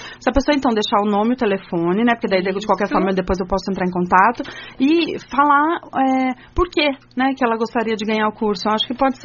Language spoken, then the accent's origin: Portuguese; São Paulo, Brazil; Eu e a Jéssica somos de São Paulo